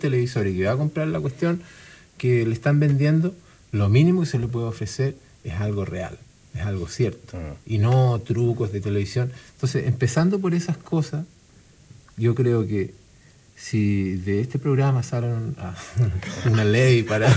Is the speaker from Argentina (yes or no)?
no; Chile; Pero nosotros, como gente, como chilenos